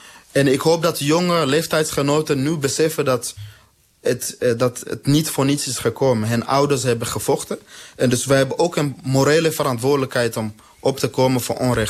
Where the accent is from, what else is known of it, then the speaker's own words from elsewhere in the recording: DR Congo; Dutch is a second language; Mensen uit Congo, waar ik vandaan kom, maar ook de SADC-regio en andere landen, gaan daar omdat het relatief economisch goed gaat.